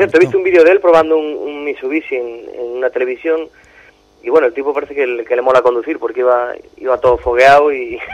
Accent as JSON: {"language": "Spanish", "region": "Galicia", "country": "Spain", "said": "Ahora sí que soy yo, el gallego."}